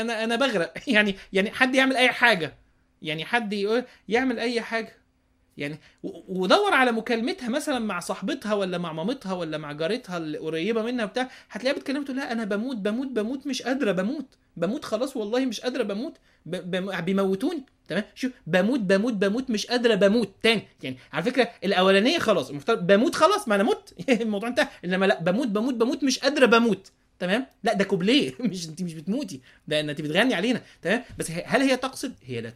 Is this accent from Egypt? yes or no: yes; Upper Egypt, Egypt; انا راجل صعيدي ما ينفعش ان انا اشتكي